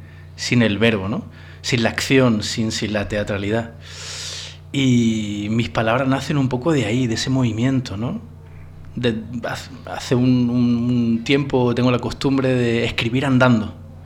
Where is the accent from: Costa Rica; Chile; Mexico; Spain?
Spain; moved away as an adult; now in France; en mi experiencia como un español que se tiene que ir fuera de España a buscar trabajo, ¿no? En mi caso me fui a Francia a trabajar de profesor de español